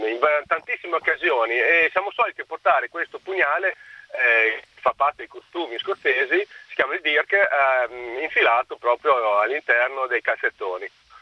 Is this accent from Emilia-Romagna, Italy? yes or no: yes; Modena, Emilia-Romagna, Italy; Di Modena.